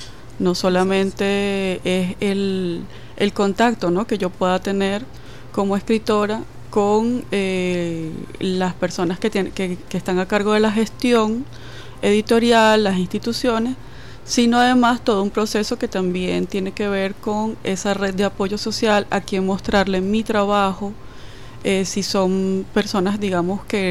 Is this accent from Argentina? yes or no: no; Caracas, Capital District, Venezuela; now in Mérida, Venezuela; yo soy caraqueña, pero tengo ya más como 20 años viviendo en Mérida y haciendo vida cultural allá en el estado Mérida.